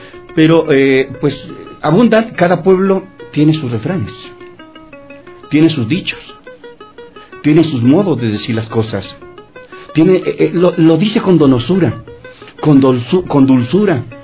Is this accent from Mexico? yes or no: yes; Mexico; now in -; yo vengo de México y que estoy contento, alegre de estar en Quito.